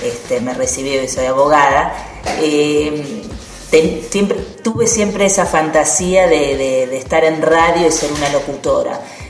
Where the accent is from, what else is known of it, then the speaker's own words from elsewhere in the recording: Viedma, Río Negro, Argentina; moved away as an adult; now in Buenos Aires, Argentina; yo soy de Viedma, soy de Río Negro, y me vine a estudiar a Buenos Aires de muy chica, a los 18 años.